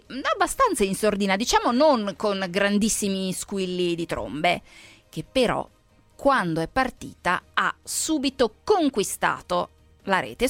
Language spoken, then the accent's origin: Italian; Lombardy, Italy; io purtroppo sono Brianzola.